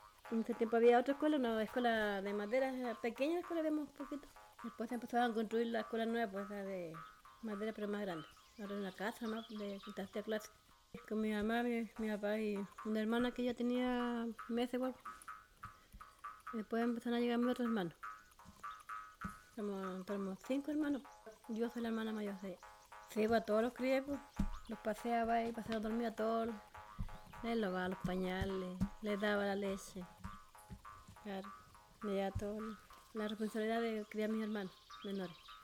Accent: Bonifacio, Los Ríos, Chile; tengo 49 años. Yo nací en Bonifacio, me crié con mi abuelita, ya me crié con mi abuela, mis primos, mi hermano y tío. Allá fue, ahí está mi raíz.

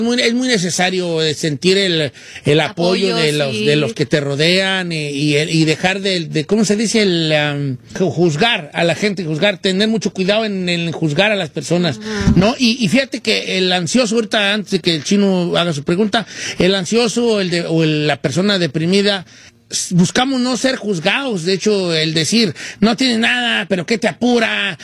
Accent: Mexico; Como latinos, como machos mexicanos, nunca se enseña a gestionar nuestras emociones.

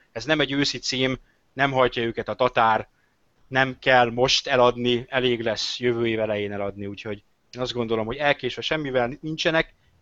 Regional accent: Hungary; F betű, E betű, magyarok vagyunk, fe.

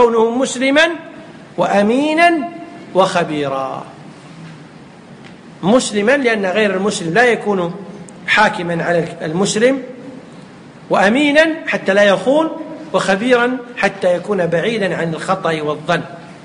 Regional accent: Kuwait; يمكن يسميها عندنا في الكويت شو يسمونها

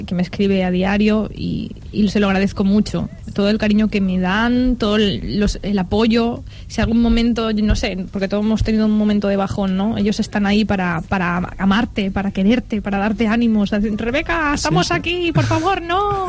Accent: Benigànim, Valencian Community, Spain; ahora mismo estoy viviendo en Benigànim, que es mi pueblo, en casa de mis padres.

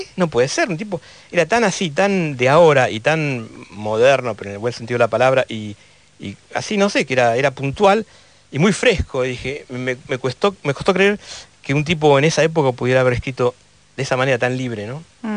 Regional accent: United States; Me crié en Estados Unidos y vine de vacaciones una vez en el año 90

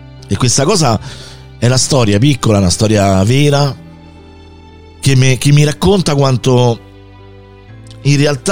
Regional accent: Rome, Lazio, Italy; sono nato e cresciuto a Roma

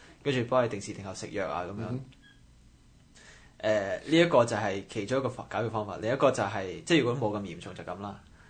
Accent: Canada; 即我們加拿大人係咁話自己醫療系統幾好啊！

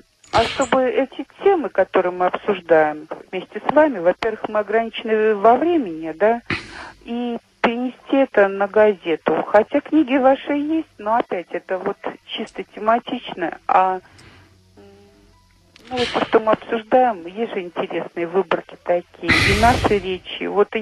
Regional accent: Voronezh, Voronezh Oblast, Russia; Я из Воронежа.

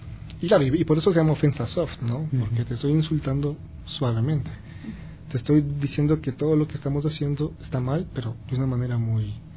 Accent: Ecuador; Y es como que todos somos ecuatorianos.

